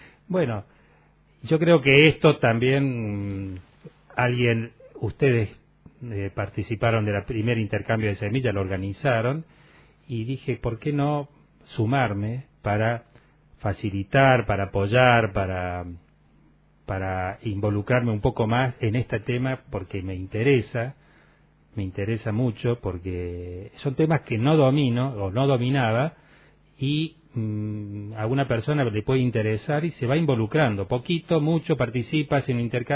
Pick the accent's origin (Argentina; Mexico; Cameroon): Argentina; Córdoba; Yo vengo de Córdoba capital, eso sí. Hablábamos hace un rato, cuando vine a parar al valle, del año 90